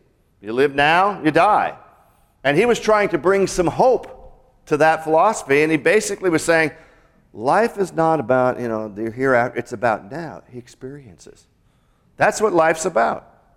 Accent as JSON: {"language": "English", "town": "Seattle", "region": "Washington", "country": "United States", "tie": "born or raised there", "said": "And growing up in Seattle and Washington, I was just, whoa, what's going on here?"}